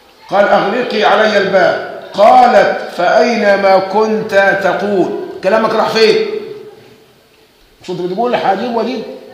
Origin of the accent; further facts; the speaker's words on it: Egypt; بس احنا كمصريين دمنا خفيف